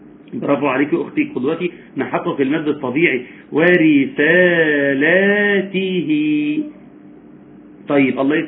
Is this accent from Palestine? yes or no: no; Egypt; وإحنا في مصر يا جماعة لحد 200 سنة فاتوا كنا نقرأ